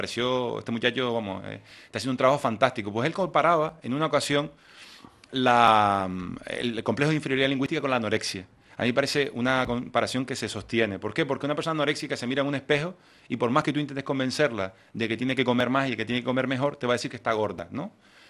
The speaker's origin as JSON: {"language": "Spanish", "region": "Canary Islands", "country": "Spain", "accent": "Canarian", "said": "Las personas que trabajamos en instituciones internacionales con nuestro acento canario"}